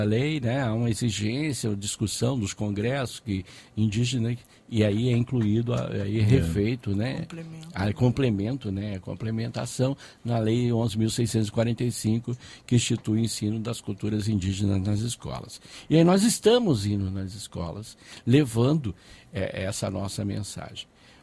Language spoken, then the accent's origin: Portuguese; Paraíba do Sul, Rio de Janeiro, Brazil; moved away; quando eu vim de Paraíba do Sul, cheguei no Rio de Janeiro